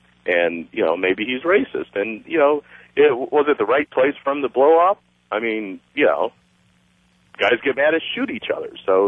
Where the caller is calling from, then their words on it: Arizona, United States; I'm from Arizona. I'm African American.